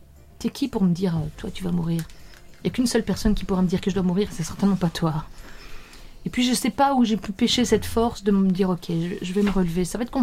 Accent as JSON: {"language": "French", "town": "Mouscron", "region": "Wallonia", "country": "Belgium", "said": "Je suis de Moucron."}